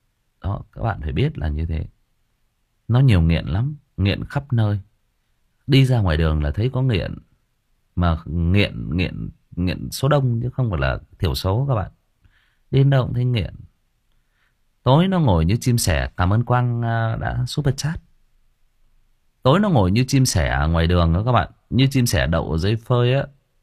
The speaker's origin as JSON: {"language": "Vietnamese", "region": "Thai Nguyen", "country": "Vietnam", "tie": "born or raised there", "said": "tôi sinh ra và lớn lên ở Thái Nguyên, và tôi lớn lên trong đúng cái giai đoạn mà cái thành phố Thái Nguyên của chúng tôi nó hỗn loạn nhất"}